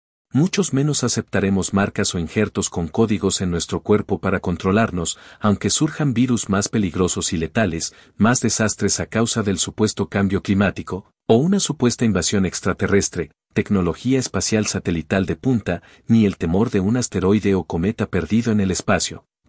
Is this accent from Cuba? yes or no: yes; Cuba; moved away; Como fue mi caso cuando salí de Cuba.